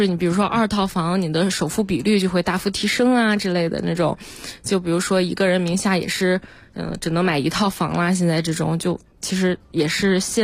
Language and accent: Chinese; Jinan, Shandong, China; 因为我老家是济南的嘛，现在也是